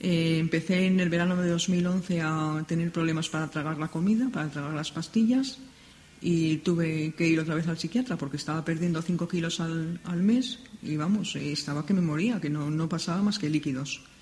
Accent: Madrid, Community of Madrid, Spain; born or raised there

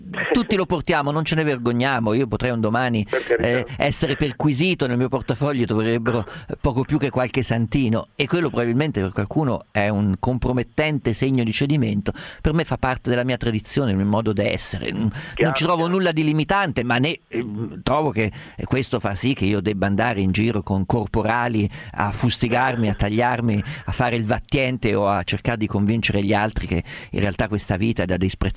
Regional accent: Umbria, Italy; umbro ricordo il giorno

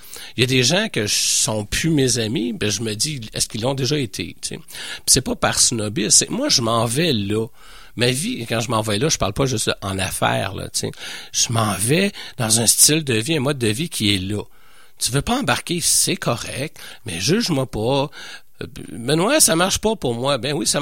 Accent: Montreal, Quebec, Canada; je suis Montréalais, mais j'adore Québec.

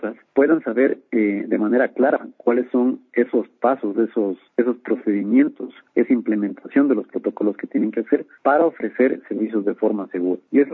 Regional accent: Quito, Pichincha, Ecuador; para que nosotros mismos, como ecuatorianos, como quiteños, conozcamos, nos interesemos más, ver todas estas maravillas que tiene la ciudad, que tiene nuestro país

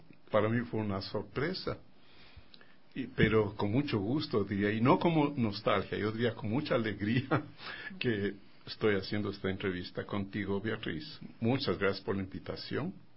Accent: Quito, Pichincha, Ecuador; tal vez la forma como aconteció mi infancia es de todo mundo aquí en Quito, ¿no? Yo nací en San Juan

